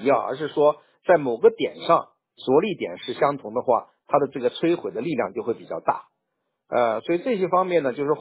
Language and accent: Chinese; China; 当然我是中国人了，对吧？至少我现在的国籍也是中国的，对不对？